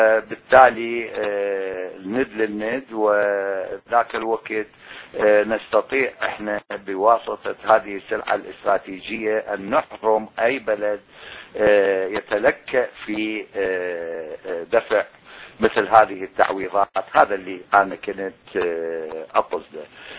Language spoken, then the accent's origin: Arabic; Iraq; بس نحن كشعب عراقي وفي طليعة المقاومة العراقية ماكو تحرير وماكو حرية